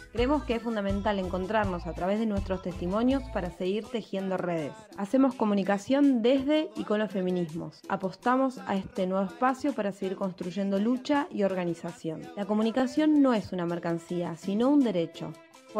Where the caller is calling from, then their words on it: Los Lagos, Chile; Hola, un saludo desde el archipiélago de Chiloé, del sur de Chile.